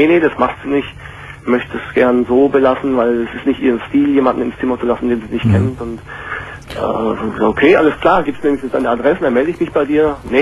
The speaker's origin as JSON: {"language": "German", "country": "Hungary", "said": "Also, ich bin aus Ungarn, ich komme aus Ungarn."}